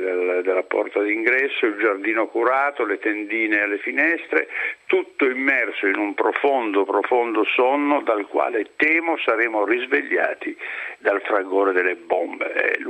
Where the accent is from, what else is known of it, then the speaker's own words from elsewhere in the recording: Po Valley, Italy; born there; io abito nel centro Italia, ma sono un padano anche più di Bossi, perché sono nato sul Po, Casaremmo Ferrato, non sono mai andato in vacanza fino a quando ho cominciato a lavorare e le mie vacanze erano sul Po